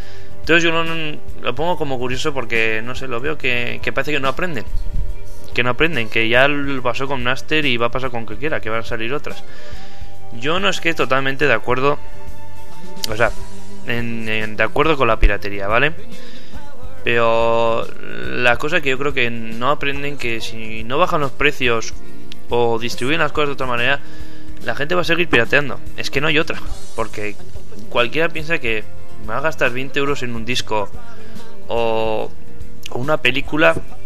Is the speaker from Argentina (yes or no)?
no; Spain; los que somos españoles